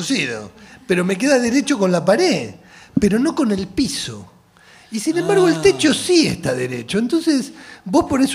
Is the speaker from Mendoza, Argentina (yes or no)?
no; Puan, Buenos Aires Province, Argentina; De Puan, es la Pampa, es la Pampa.